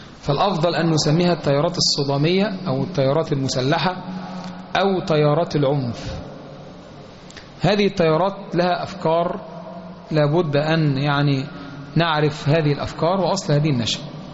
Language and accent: Arabic; Egypt; سواء ما يحدث في بلادنا مصر أو ما يحدث في البلاد المجاورة لنا